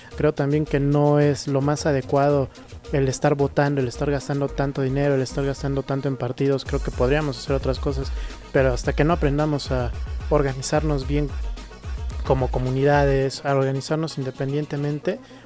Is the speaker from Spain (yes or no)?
no; Mexico; como mexicanos somos muy de, ay, pues ya te eché una hojita